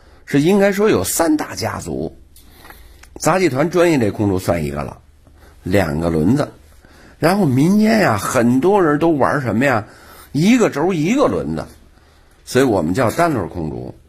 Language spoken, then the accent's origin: Chinese; Beijing, China; born there; 我本人是老天桥出生的人，我爷爷呀、啊、是老天桥非常有名的堂里，哎，老天桥三角市场这点，这个天桥茶堂里就是